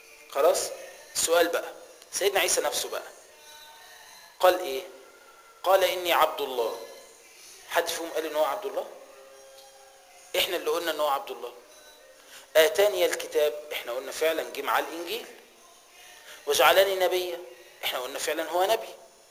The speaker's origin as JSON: {"language": "Arabic", "country": "Egypt", "said": "يبقى أنت يا حبيبي مصري وأنا مصري، يبقى احنا الاتنين أقباط"}